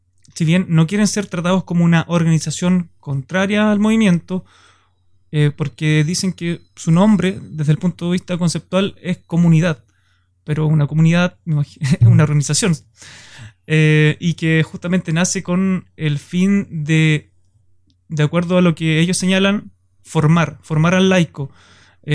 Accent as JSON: {"language": "Spanish", "town": "Valdivia", "region": "Los Ríos", "country": "Chile", "said": "Yo soy de Valdivia, estudio en Valdivia"}